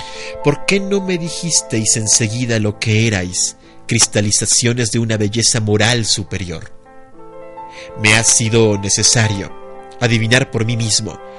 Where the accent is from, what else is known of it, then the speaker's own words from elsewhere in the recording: Iztapalapa, Mexico City, Mexico; Yo crecí en Iztapalapa, mi querida Sandra. Yo considero Iztapalapa mi barrio, es mi... De allí soy yo, pues, aunque en realidad nací en la Jardín Balbuena, pero toda mi vida viví en Iztapalapa. Por ahí estaba la casa de mis jefes, perdón.